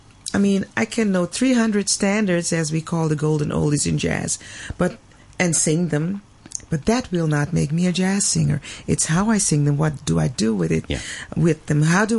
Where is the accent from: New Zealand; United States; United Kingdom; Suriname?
Suriname; now in Netherlands; I'm from Suriname, South America, and I live in Holland.